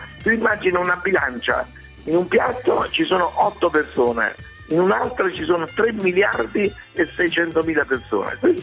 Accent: Naples, Campania, Italy; Io sono napoletano

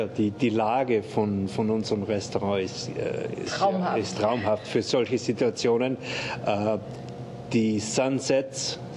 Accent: Austria; now in Germany; In Österreich, wo ich herkomme, ich war gerade letzten Sommer bei meiner Familie zu Hause

